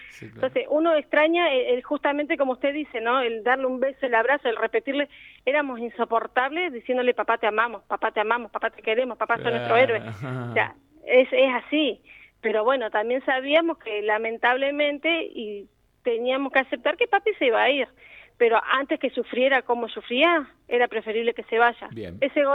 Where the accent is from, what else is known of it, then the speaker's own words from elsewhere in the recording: La Adela, La Pampa, Argentina; los que somos de la Adela lo recordamos